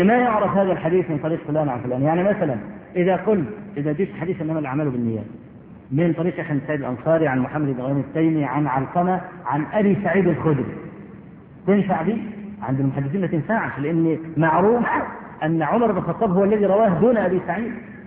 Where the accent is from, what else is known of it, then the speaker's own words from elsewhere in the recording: Egypt; وانا اذكر مرة في مسجد